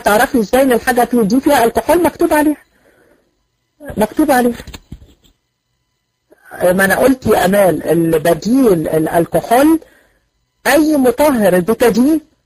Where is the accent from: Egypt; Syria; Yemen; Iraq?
Egypt; لا انا من مصر